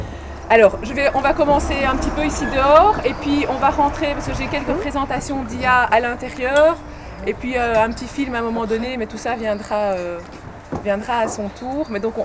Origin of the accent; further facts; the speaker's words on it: Brussels, Brussels-Capital Region, Belgium; born there; Pourtant, je suis bruxelloise de naissance et j'habite toujours Bruxelles, la grosse tare.